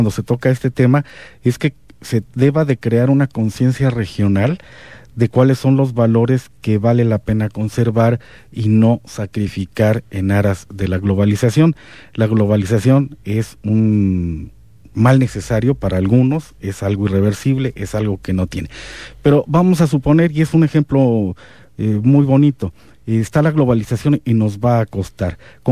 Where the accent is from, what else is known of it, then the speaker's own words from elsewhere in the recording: Comitán, Chiapas, Mexico; Y entonces se te olvida que tu centro, tu ombligo es Comitán, y que lo menos que podríamos hacer es seguir conservando esa idiosincrasia